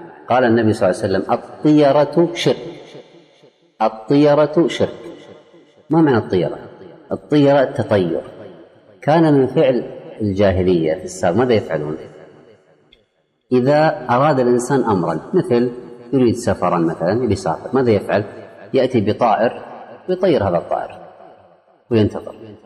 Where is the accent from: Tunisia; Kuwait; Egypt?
Kuwait; عندنا في الكويت اذهب إلى أي مستشفى حكومي مو خاص، حكومي